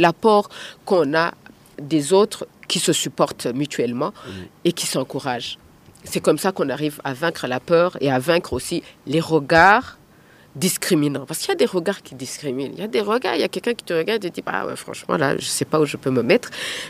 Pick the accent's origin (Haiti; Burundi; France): Burundi; Nous devons garder notre authenticité en tant que burundaise.